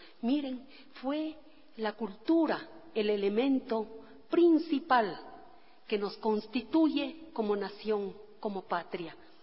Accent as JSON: {"language": "Spanish", "country": "Ecuador", "said": "en este sentimiento de tristeza como ecuatorianas y ecuatorianos que nos embargaba"}